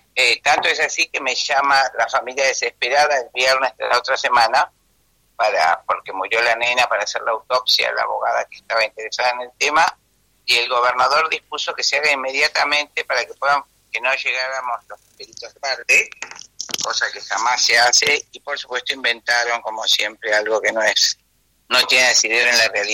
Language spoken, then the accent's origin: Spanish; La Plata, Buenos Aires Province, Argentina; No, estoy en La Plata, en mi casa, en mi ciudad natal y donde vivo, que es la ciudad de La Plata.